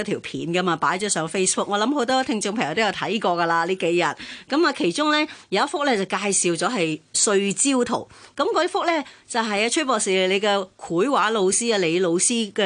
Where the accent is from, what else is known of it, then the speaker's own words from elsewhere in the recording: China; 我哋中国人咧过年咧都系好重视噶嘛，几千年来都系啊吓。